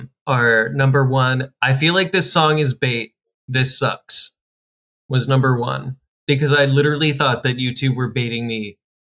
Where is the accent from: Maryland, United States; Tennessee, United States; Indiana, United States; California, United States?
California, United States; Ventura; it's maybe 20 miles down in Malibu, and I grew up in Ventura.